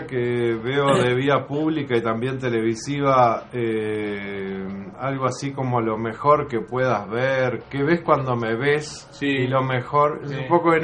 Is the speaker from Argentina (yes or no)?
no; Uruguay; la medida que nos reconozcamos como tales, como uruguayos